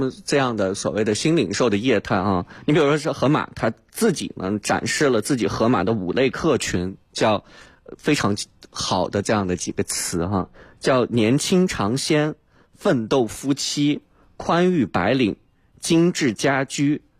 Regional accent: China; 我们发现我们中国人也是特别厉害

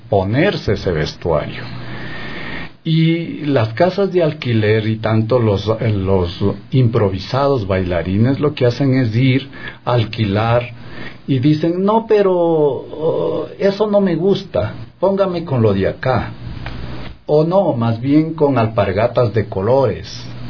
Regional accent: Chimborazo, Ecuador; Luego nos pasamos a la provincia de Chimborazo, de la que soy nativo, digamos, y hago enfoque en mi provincia

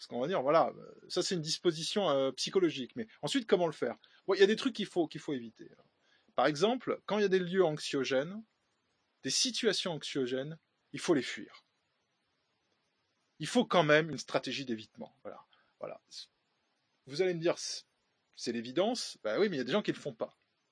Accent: France; chez nous, en France

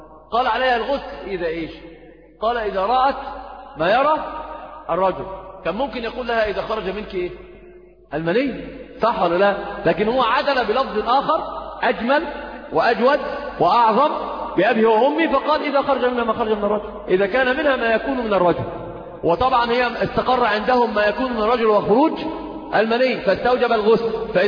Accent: Egypt; عندنا في مصر كثير من يعني أنت تجد الصغير والكبير

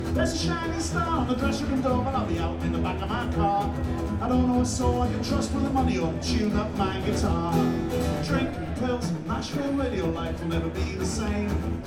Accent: Newport, Wales, United Kingdom; So a lot of my mates' dads were sailors who got off the boat and forgot to get back on. And down by the docks was an amazing area called Pilgwethly. We called it Pill, but it was where all the action was going on.

